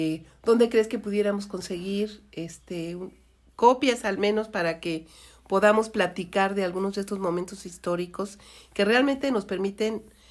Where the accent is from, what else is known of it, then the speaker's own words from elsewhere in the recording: Mexico; como mexicana me da mucho orgullo